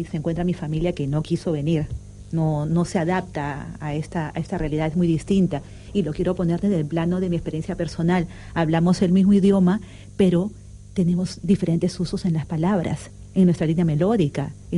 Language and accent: Spanish; Peru; now in Spain; yo soy peruana